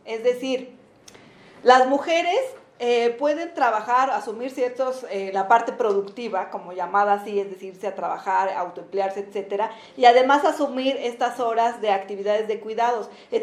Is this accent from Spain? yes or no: no; Mexico; las mujeres en Latinoamérica, las mujeres mexicanas somos, después de Chile, las que tenemos una mayor proporción de tiempo destinado